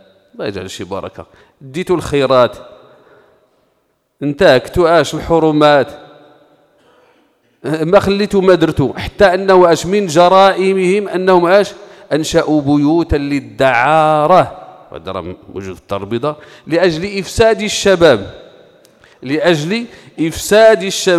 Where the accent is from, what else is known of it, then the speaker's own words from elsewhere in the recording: Morocco; لأنه آش مسألة تتخصني أنا كمغربي